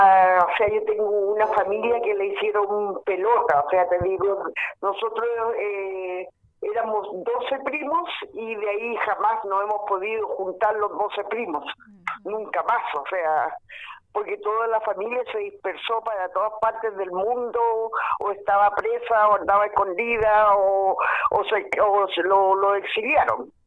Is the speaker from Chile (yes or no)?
yes; San Antonio, Valparaíso, Chile; moved away as an adult; yo caí con un grupo en Santiago, porque yo salí de San Antonio en el 74.